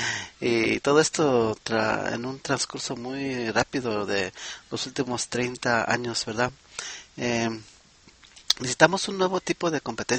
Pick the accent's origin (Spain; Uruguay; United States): United States; El inglés, vamos a decir que es mi primer lengua académica. Fui aquí a la escuela en Estados Unidos desde muy pequeño y ahora empiezo a dominar el español académico.